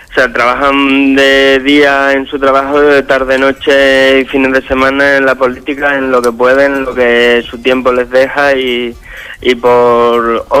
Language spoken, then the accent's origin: Spanish; Extremadura, Spain; Extremadura la tengo muy cercana, me toca mucho, soy extremeño